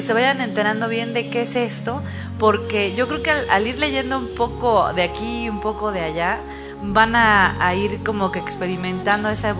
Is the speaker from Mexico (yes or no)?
yes; Mexico; soy mexicana. Y no, o sea, sí me enorgullece.